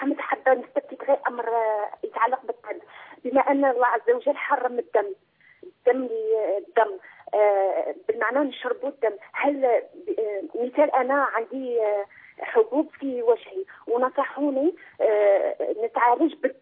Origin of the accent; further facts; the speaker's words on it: Algeria; أنا من الجزائر و35 مليون نسمة تحبك